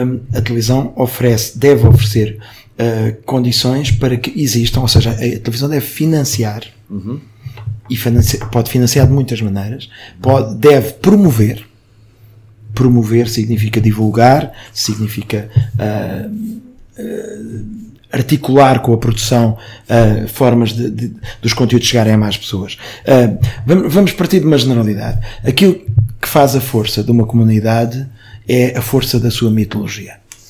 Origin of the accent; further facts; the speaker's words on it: Lisbon, Portugal; Eu sou do bairro de Campolide, da origem, agora já não sou desse bairro